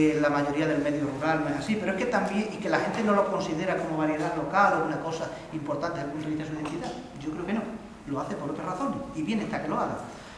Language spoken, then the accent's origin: Spanish; Pallares, Extremadura, Spain; es en Pallares, en mi pueblo